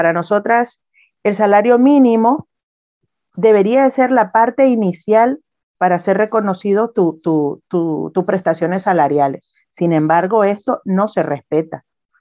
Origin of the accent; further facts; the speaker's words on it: Nicaragua; Yo soy nicaragüense y si decidiera volver a mi país